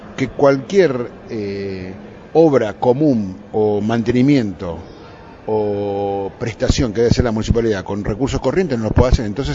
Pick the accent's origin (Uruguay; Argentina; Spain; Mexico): Argentina; Moreno, Buenos Aires Province; born there; Yo nací en Moreno y puedo hablar con propiedad.